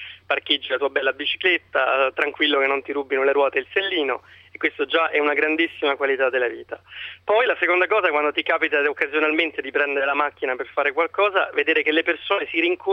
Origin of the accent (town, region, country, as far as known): Rome, Lazio, Italy; now in Lugano, Switzerland